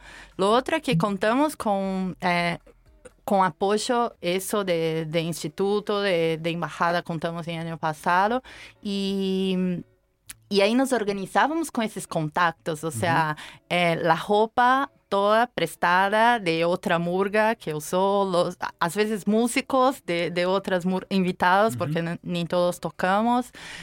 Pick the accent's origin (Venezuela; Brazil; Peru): Brazil; soy brasileña, claro.